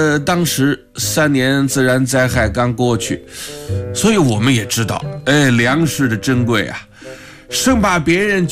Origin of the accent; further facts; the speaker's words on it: Wuhan, Hubei, China; 我们武汉人都是蜂窝煤炉子上啊，用钢筋锅做饭